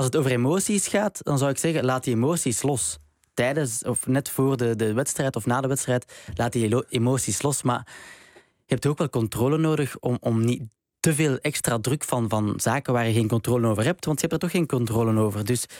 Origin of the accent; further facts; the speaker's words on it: Belgium; Sorry hoor, als Belg.